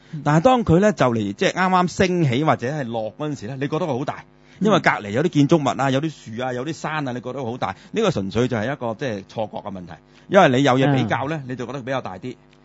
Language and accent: Cantonese; Guangdong, China; 我係廣東人